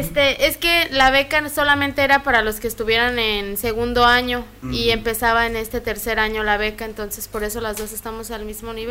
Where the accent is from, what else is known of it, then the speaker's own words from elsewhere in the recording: Guanajuato, Mexico; yo vengo de un lugar chiquito, también así se llama, bueno, soy de Guanajuato, pero vivo en un municipio que se llama Cuerámaro, y es como aquí, como Bellavista chiquito